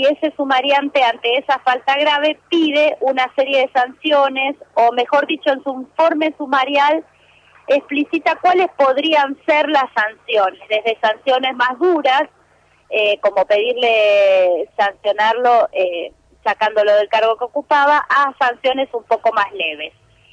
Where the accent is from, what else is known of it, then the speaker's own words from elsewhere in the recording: Neuquén, Argentina; nosotras somos de Neuquén